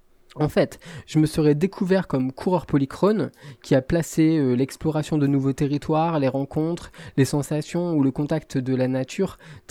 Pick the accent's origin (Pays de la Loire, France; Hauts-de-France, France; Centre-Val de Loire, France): Hauts-de-France, France; Lille; pas connu meilleur coach que les chauffeurs de Transpol, c'est le nom de la compagnie du côté de chez moi, à Lille.